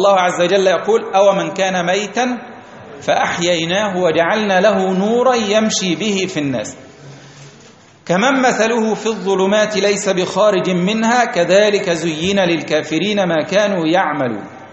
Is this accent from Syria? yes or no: no; Egypt; تعال عندنا في مصر ثورة 52